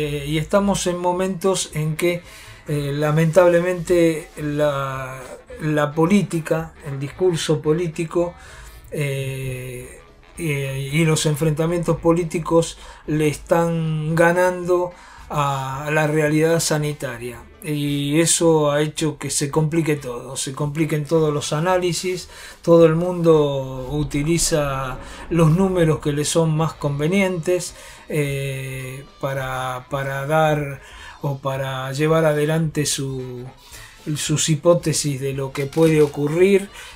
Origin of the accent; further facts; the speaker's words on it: Buenos Aires, Argentina; aquellos que somos de la Ciudad de Buenos Aires, nos duele un poquito